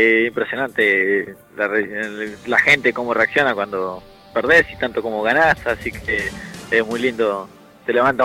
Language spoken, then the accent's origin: Spanish; La Pampa, Argentina; ahora me vine para mi pueblo, siempre me vengo para acá cuando termino una pelea y toda la gente te saluda, te felicita.